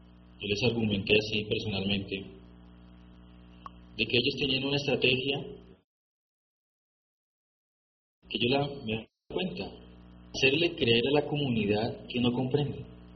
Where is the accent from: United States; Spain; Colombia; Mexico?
Spain; porque yo soy de España, ¿no?